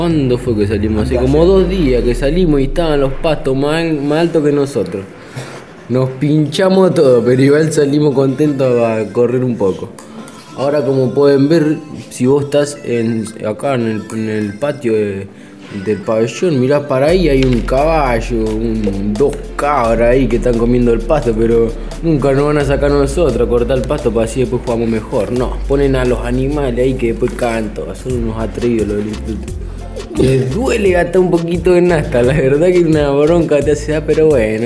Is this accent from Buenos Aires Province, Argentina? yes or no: yes; Malvinas Argentinas, Buenos Aires Province, Argentina; Yo soy de Malvinas, Argentina, zona norte, Gran Bur.